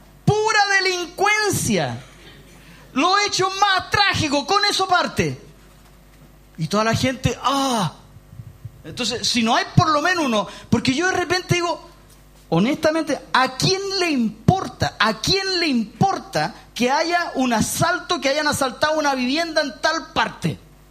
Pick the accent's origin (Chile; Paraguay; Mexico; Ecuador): Chile; nos enorgullecemos como chilenos de ser así.